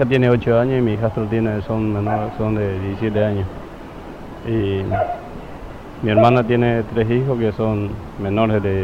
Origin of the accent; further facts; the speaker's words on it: Paraguay; now in Argentina; Yo en mi caso soy extranjero, soy paraguayo y tengo amigos acá en el barrio que son paraguayos